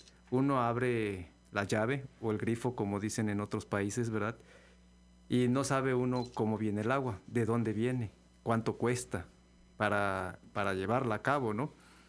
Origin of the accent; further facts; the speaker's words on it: La Gloria, Veracruz, Mexico; De La Gloria, del municipio de Úrsulo Galván. Ahí nací. Entonces cuando era niño pues teníamos esa dicha.